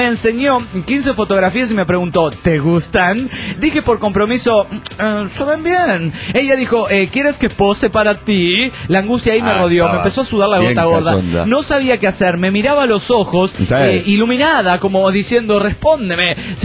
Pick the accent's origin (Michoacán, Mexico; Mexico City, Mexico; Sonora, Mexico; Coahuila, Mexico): Mexico City, Mexico; del DF mexicano!